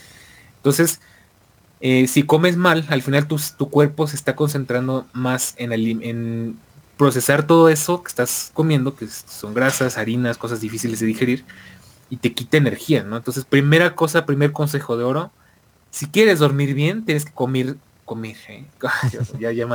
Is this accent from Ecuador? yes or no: no; Argentina; Como argentino, ¿qué estoy haciendo mal, boludo?